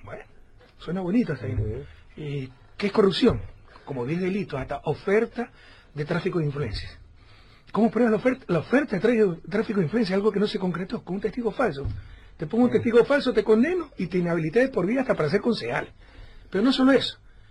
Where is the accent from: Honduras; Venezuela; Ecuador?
Ecuador; Guayaquil, Guayas; Hice un gran concierto en Guayaquil, mi ciudad natal.